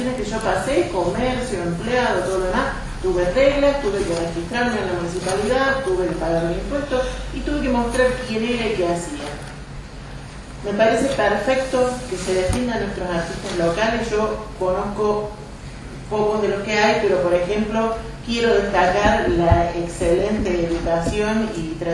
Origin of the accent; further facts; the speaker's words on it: Capilla del Monte, Córdoba, Argentina; Soy de Capilla del Monte desde toda la vida. Elegí quedarme acá.